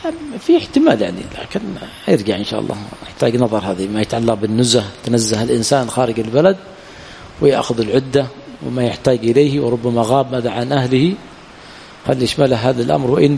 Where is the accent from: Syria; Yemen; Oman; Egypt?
Yemen; أما جمع التخزين، عندنا في اليمن جمع التخزين